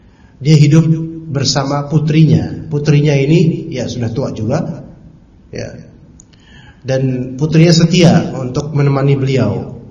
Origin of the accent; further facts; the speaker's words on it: Pasar Minggu, Jakarta, Indonesia; born there; saya nggak ngerti bahasa Jawa karena saya kelahiran Pasar Minggu ya, jadi nggak tahu.